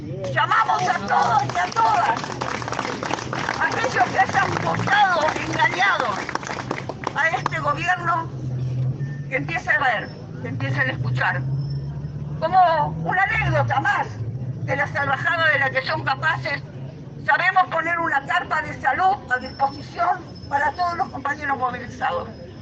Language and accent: Spanish; Argentina; por lo que somos como pueblo argentino